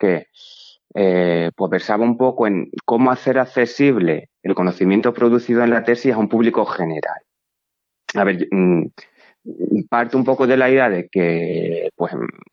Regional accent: Extremadura, Spain; quienes procedemos así de territorios periféricos, yo soy de Extremadura, y bueno, para mí Extremadura y Andalucía son pues, bastante primas hermanas

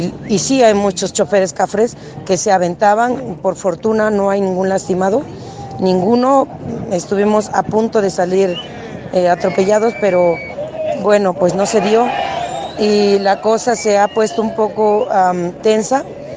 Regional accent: Oaxaca, Mexico; soy una maestra de Oaxaca.

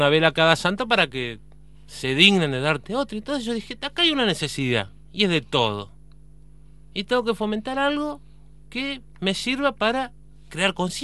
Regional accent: Entre Ríos, Argentina; Yo soy de Entre Ríos, el panza verde

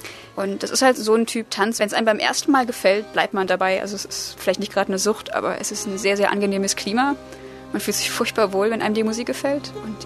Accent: Saxony, Germany; born there; Ich komme gebürtig aus Sachsen und da ist die Szene größer, anders.

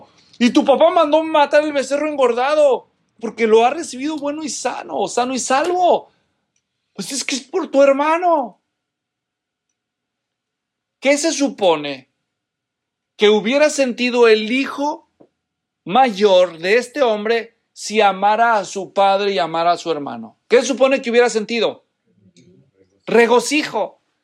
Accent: Guadalajara, Jalisco, Mexico; es que yo soy de Guadalajara, ¿no?

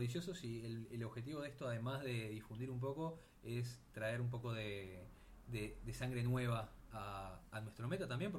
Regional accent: Uruguay; podemos decir un poquito que somos de Uruguay, que es un detalle importante

